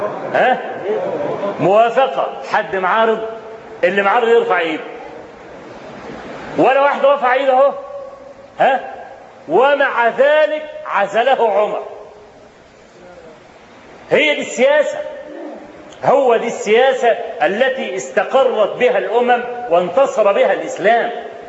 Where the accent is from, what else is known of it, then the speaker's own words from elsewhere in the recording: Egypt; وأنا ما بقولش كده عشان أنا مصري